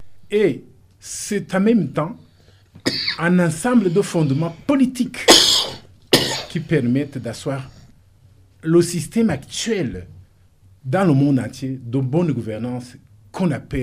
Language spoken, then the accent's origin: French; Burundi; nous sommes des Burundis et non pas des Hutus et des Tutsis et des Twa.